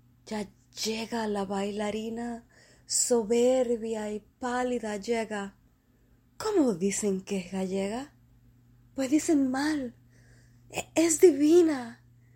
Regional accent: Cuba; porque somos cubanos.

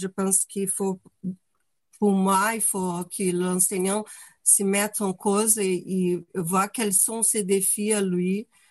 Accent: Brazil; French is a second language; moved away as an adult; now in France; Je suis brésilienne, je suis en France depuis 15 ans

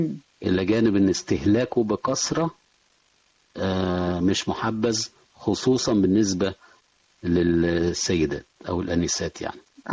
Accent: Egypt; احنا بنلاحظ هنا كمصريين كعادات يعني غذائية مصرية عندنا،

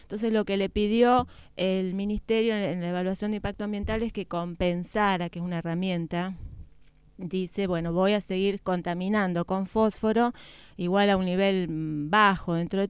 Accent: Argentina; primero porque soy argentina

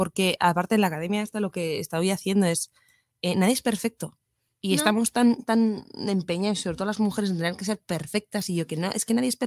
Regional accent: Pamplona, Navarre, Spain; also born or lived in Irún; now in Madrid, Spain; yo soy de Pamplona, estuve un año en Irún, que hace mis tías y tal, y me venía a Madrid

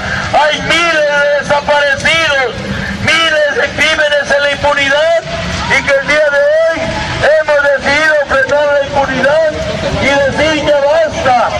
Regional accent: Mexico; todos los que estamos aquí tenemos el compromiso como mexicanos

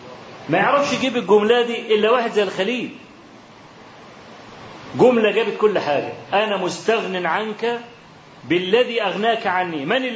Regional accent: Egypt; خلاص احنا من مصر

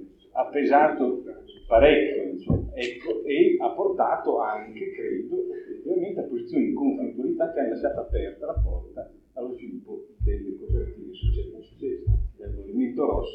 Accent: Emilia-Romagna, Italy; quindi io sono emiliano

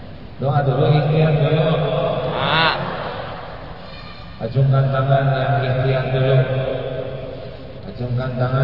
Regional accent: Indonesia; born there; Saya lahir dari orang tua yang mana tidak milih. Saya lahir di Indonesia tidak milih.

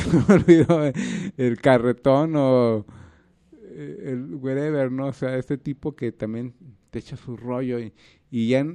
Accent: Guadalajara, Jalisco, Mexico; a los que somos de aquí de Guanatos

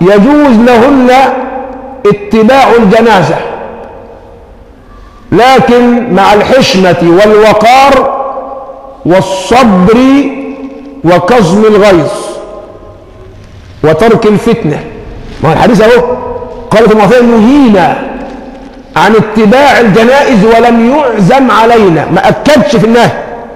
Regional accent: Egypt; اللهم حول حالنا كمصريين إلى أحسن حال

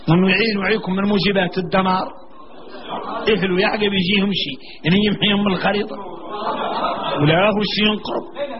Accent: Mauritania; احنا موريتاني ما عندنا شراء ضمولة

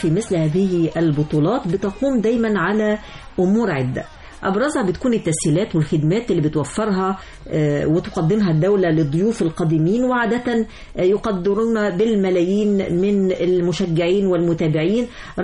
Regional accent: Egypt; جمهورنا المصري بيمتلك من التحضر ومن الضيافة الكثير

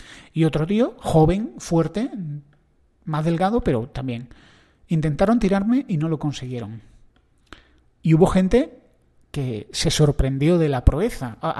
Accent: Andalusia, Spain; El aceite, yo soy andaluz, no me lo voy a quitar.

